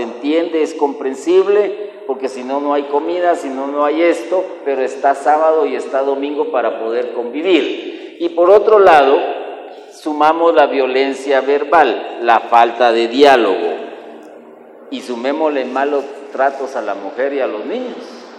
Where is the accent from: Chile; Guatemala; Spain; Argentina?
Guatemala; como somos buenos guatemaltecos